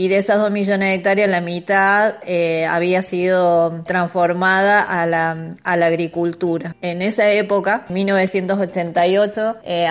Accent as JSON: {"language": "Spanish", "country": "Argentina", "said": "todos queremos conservar lo que es nuestro, lo que nos representa además como argentinos."}